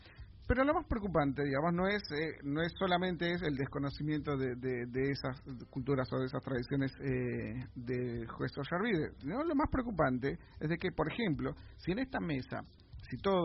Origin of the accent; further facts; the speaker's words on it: La Paz, Bolivia; born there; yo como soy boliviano, nací en La Paz y demás